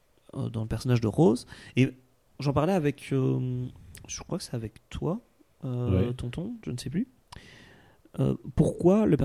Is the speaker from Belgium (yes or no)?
yes; Belgium; J'ai dit 77 ans, je suis belge.